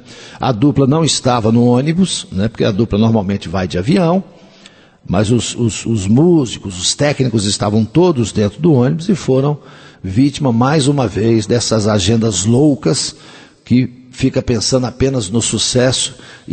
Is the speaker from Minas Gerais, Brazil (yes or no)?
yes; Coromandel, Minas Gerais, Brazil; Ele é de Alexânia, lá no estado de Goiás, mas está morando agora na minha terra, lá em Coromandel